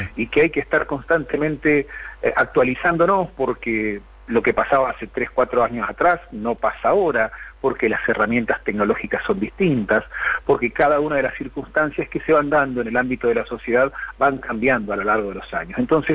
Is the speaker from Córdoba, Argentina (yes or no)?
no; Trelew, Chubut, Argentina; Yo soy de Trelew, provincia de Chubut.